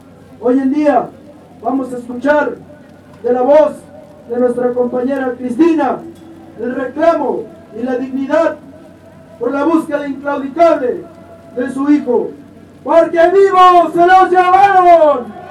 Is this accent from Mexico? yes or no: yes; Mexico; queremos decirles que como mexicanos, hijos del maíz y de la lluvia